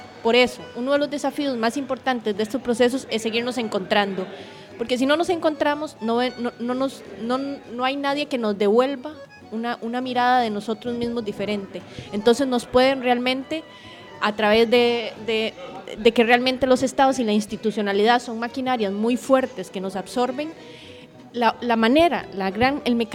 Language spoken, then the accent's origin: Spanish; Argentina; me gustaría escuchar lo que no escucho en mi país de Argentina